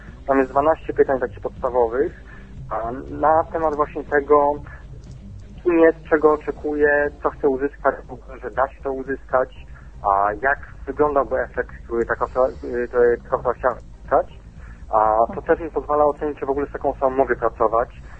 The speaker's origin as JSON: {"language": "Polish", "town": "Warsaw", "region": "Masovian Voivodeship", "country": "Poland", "said": "Ale jestem z Warszawy."}